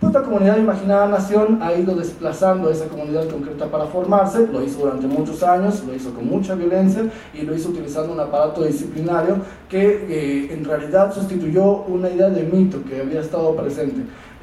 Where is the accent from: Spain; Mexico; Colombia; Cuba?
Mexico; algo muy potente que nosotros conocemos muy bien como mexicanos